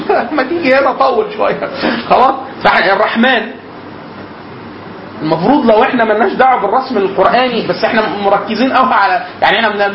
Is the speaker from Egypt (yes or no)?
yes; Upper Egypt, Egypt; accent: close to Cairene; فانا مثلا انا راجل من الصعيد, عشت طول حياتي لغايه سنه 2005 في الصعيد خلاص